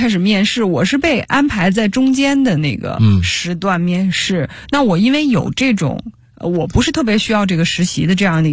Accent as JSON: {"language": "Chinese", "region": "Beijing", "country": "China", "tie": "born or raised there", "said": "我是从小在故宫里长大的，我的幼儿园是在故宫上的。"}